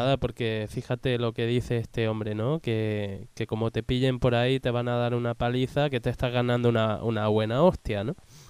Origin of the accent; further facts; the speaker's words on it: Andalusia, Spain; Y me da igual porque yo estoy orgulloso de mi tierra y yo sé cuáles son mis orígenes y todo eso lo entiendo de bien. Y me da igual que dos personas critiquen Andalucía